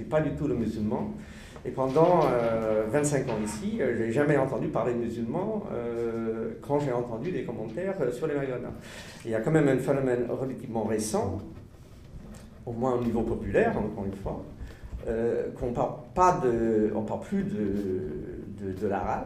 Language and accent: French; United States; French is a second language; now in France; Moi je suis américain d'origine, mais je vis en France depuis 30 ans